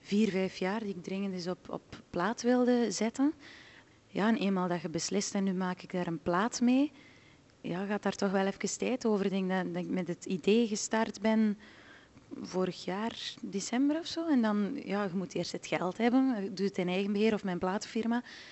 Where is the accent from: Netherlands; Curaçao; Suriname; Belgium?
Belgium; Flanders; accent: West Flemish; ja, dat West-Vlaamse, die kunnen niet babbelen. Dan denk ik, ja, maar dat is gewoon, wij hebben tenminste een dialect.